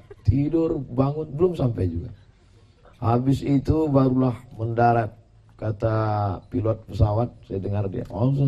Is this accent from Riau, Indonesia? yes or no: yes; Riau, Indonesia; Kami terbang tadi dari Riau